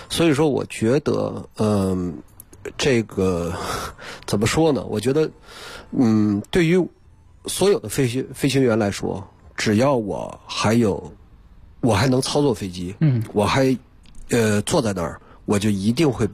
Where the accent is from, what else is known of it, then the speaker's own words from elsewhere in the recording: Harbin, Heilongjiang, China; 我是哈尔滨人